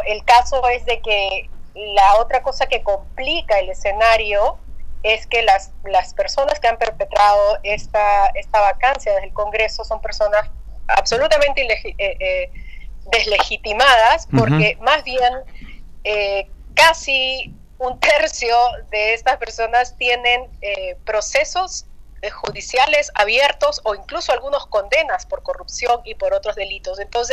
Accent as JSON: {"language": "Spanish", "country": "Peru", "said": "como peruana y como periodista estoy por supuesto completamente conectada 24/7"}